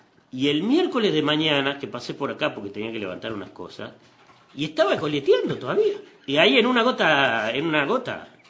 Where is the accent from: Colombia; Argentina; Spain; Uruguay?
Uruguay; Porque yo también soy uruguayo.